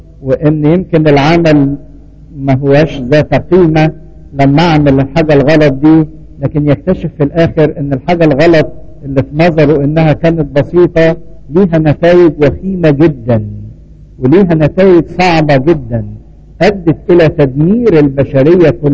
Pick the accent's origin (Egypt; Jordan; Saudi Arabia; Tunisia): Egypt; واتكلمنا عننا كمصريين، احنا من نسل مصرايم ابن حام